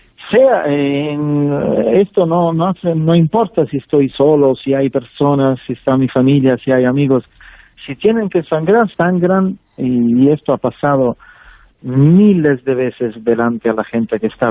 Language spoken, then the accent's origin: Spanish; Sicily, Italy; Spanish is a second language; Y en mi tierra, siendo que yo nací en Sicilia